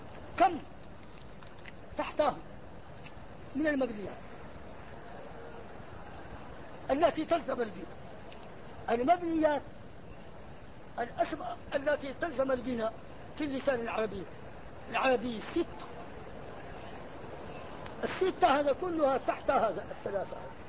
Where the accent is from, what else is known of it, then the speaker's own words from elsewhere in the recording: Egypt; now in Mecca, Saudi Arabia; انا مصري ازعل